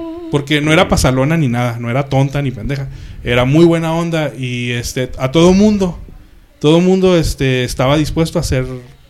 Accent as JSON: {"language": "Spanish", "country": "Mexico", "said": "Yo como mexicano te voy a decir. Yo trabajé en un McDonald's en Estados Unidos"}